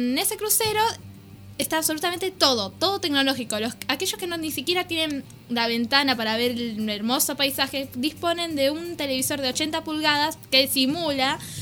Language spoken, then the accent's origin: Spanish; Argentina; Y nosotros, como buenos argentinos, festejando la primavera